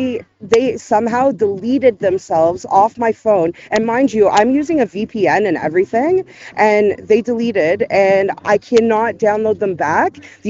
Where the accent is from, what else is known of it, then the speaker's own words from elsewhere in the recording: Brampton, Ontario, Canada; I came from Brampton by myself